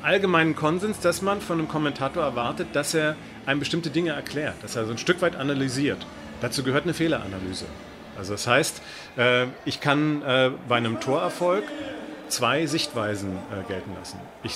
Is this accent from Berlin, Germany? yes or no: yes; Berlin, Germany; ich bin Berliner und als Fan von Hertha BSC sozialisiert worden